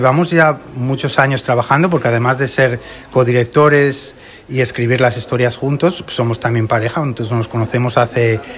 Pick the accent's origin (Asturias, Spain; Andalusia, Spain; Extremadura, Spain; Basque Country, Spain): Asturias, Spain; Gijón; yo crecí viendo películas en el Festival de Gijón, fui muchos años jurado joven.